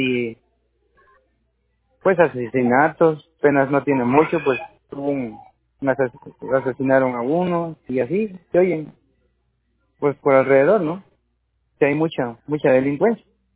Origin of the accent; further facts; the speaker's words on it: Tierra Blanca, Veracruz, Mexico; born there; now in Córdoba, Mexico; Así es, nací en Tierra Blanca.